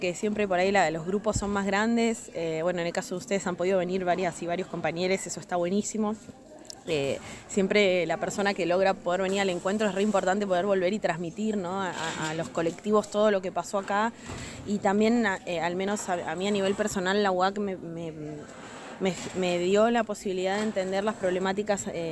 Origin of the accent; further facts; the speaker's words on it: Bariloche, Río Negro, Argentina; Vengo de la Patagonia, de la ciudad de Bariloche.